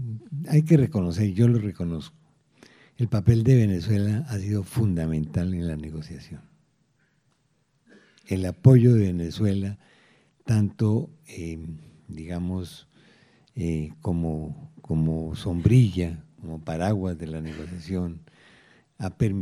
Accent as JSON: {"language": "Spanish", "country": "Colombia", "said": "yo como colombiano sí se lo hago."}